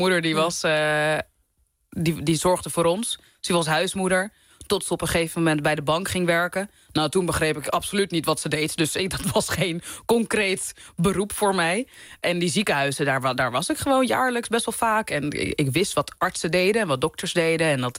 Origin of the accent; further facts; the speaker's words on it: Amsterdam, North Holland, Netherlands; omdat ik uit de Bijlmer kom, dat ik daardoor echt een hele grote berg aan rijkdom heb die heel veel andere mensen niet hebben